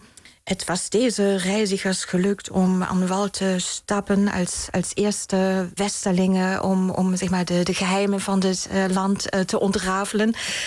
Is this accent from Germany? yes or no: yes; East Berlin, Berlin, Germany; accent: German; Dutch is a second language; moved away as an adult; now in Netherlands; Dat klopt, ja. Ik ben in Duitsland geboren en in Oost-Berlijn opgegroeid. Maar woon ondertussen al bijna 24, 25 jaar in Nederland.